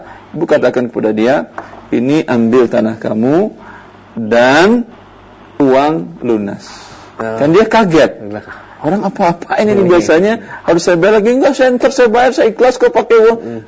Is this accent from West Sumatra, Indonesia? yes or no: yes; Padang, West Sumatra, Indonesia; saya juga orang Padang.